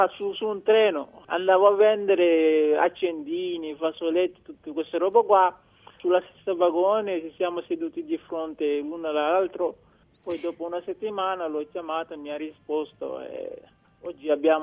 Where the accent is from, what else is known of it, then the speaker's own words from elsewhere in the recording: Senegal; now in Italy; Sì, sono dal Senegal perché ho fatto le qualificazioni dei Giochi Olimpionici nel 2000